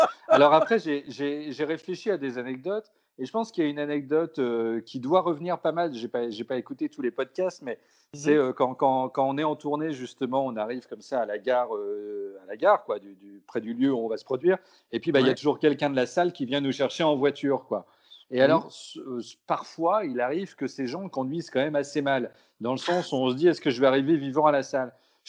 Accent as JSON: {"language": "French", "region": "Brittany", "country": "France"}